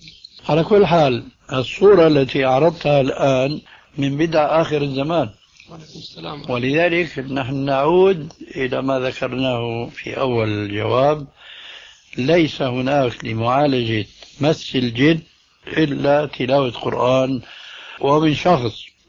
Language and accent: Arabic; Damascus, Damascus Governorate, Syria; هذه كانت تستعمل عندنا في دمشق